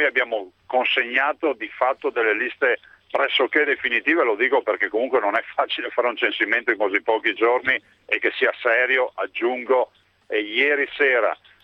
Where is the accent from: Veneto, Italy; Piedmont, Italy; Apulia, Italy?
Veneto, Italy; Io vengo dalla provincia di Treviso che esporta come la Grecia